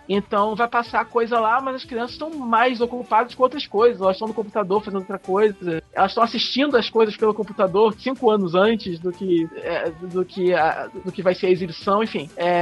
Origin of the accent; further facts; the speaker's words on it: Brazil; Eu gostei muito de Sailor Moon quando eu assisti a primeira vez, quando eu era pequeno, passando na Manchete. Eu era muito fã, assim como todo outro brasileiro, né?